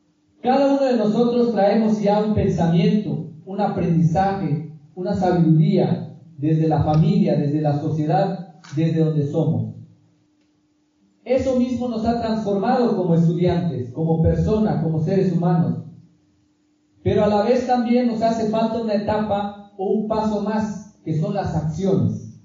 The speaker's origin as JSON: {"language": "Spanish", "town": "Ocosingo", "region": "Chiapas", "country": "Mexico", "said": "yo soy celtal, soy originario de Ocosingo, Chiapas. En celtal me dicen"}